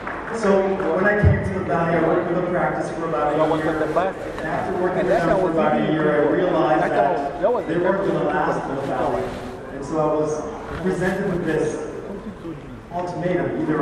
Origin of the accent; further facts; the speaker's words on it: Jamaica; now in United States; Just briefly about me, I was from Jamaica and got those things when I was 18, 19.